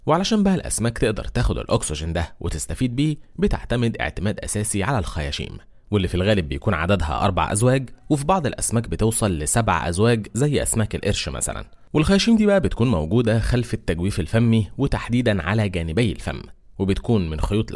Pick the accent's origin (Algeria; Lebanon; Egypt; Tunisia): Egypt; واللي بنسميها عندنا في مصر القرموط